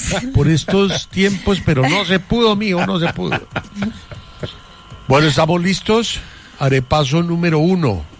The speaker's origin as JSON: {"language": "Spanish", "country": "Colombia", "said": "Yo soy colombiano, un solo pasaporte, y con ese me muevo"}